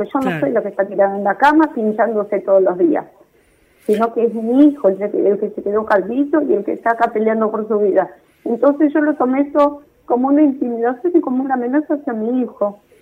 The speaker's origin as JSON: {"language": "Spanish", "town": "Florencio Varela", "region": "Buenos Aires Province", "country": "Argentina", "said": "porque yo ahí en Varela, somos de Varela, vivimos"}